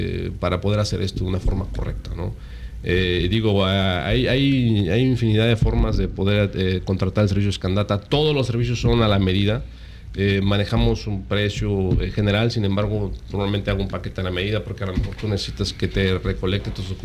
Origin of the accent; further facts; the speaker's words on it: Yucatán, Mexico; nos preguntan si somos de Estados Unidos, claro, o si estamos de México. No, somos yucatecos.